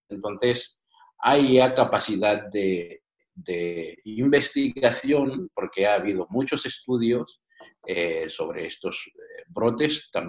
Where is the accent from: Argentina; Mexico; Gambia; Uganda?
Uganda; Uganda, mi país natal